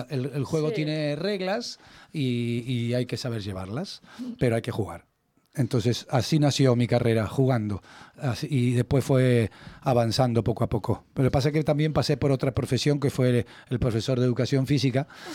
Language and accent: Spanish; Buenos Aires, Argentina; now in Madrid, Spain; Porque me fui de Buenos Aires con el sueño de conocer el país de mi madre.